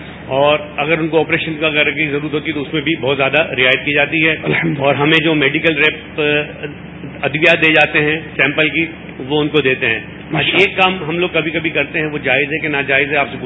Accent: Hyderabad, Sindh, Pakistan; میرا تعلق حیدرآباد سے ہے اور میں ایک آئی سرجن ہوں.

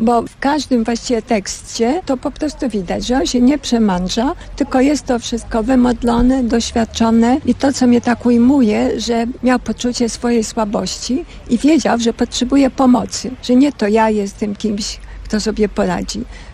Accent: Mińsk Mazowiecki, Masovian Voivodeship, Poland; w mojej rodzinnej miejscowości pod Warszawą, w Mińsku Mazowieckim, byłam bierzmowana przez księdza prymasa.

